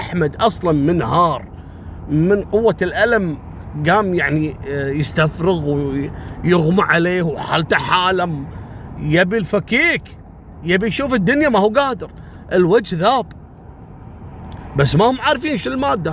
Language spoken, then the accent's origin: Arabic; Kuwait; اللي هو الأريال اللي عندنا في الكويت يلقط القناة العراقية أقرب شيء صوبنا.